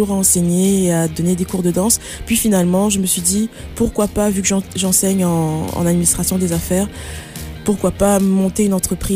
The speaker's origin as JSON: {"language": "French", "country": "France", "moved": "as an adult", "lives_now": "Canada", "said": "je viens de France. J'ai fait le Conservatoire National de Région. Je suis allée ensuite à Paris, au Supérieur de Paris, pour me performer, donc pendant 9 ans."}